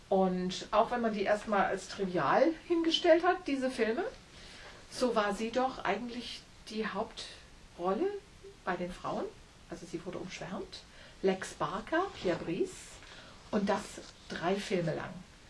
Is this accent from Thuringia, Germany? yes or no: no; Wiesbaden, Hesse, Germany; ein Fotomodell aus Wiesbaden, aus meiner Heimatstadt.